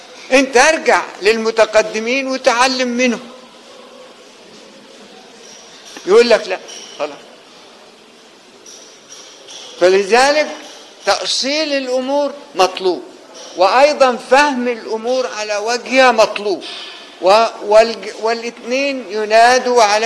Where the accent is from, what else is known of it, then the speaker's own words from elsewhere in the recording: Egypt; أنا رجل من الريف، لم يكن صوت التعليم في الريف مفضلا ولا محبذا، وإنما كان من يزرع الأرض ويزرعها لمين؟ يزرع القطن، عشان الإنجليز تحملوا من أول أسوان لغاية مصر وتوديه بريطانيا